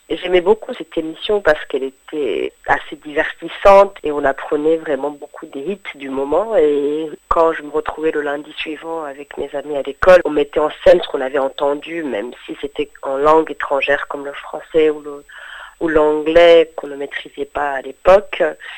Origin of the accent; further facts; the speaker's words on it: France; en tant que Français, on peut ne pas rester indifférent